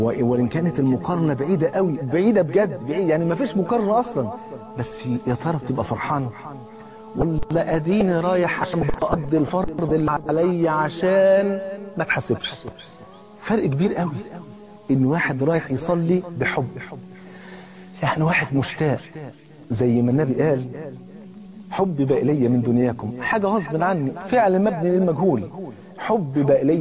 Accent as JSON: {"language": "Arabic", "country": "Egypt", "said": "زي ما بيقولوا كده المثل اللي عندنا في مصر"}